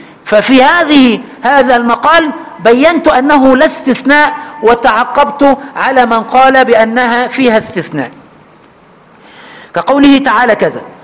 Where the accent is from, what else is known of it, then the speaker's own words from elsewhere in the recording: Egypt; عندنا في مصر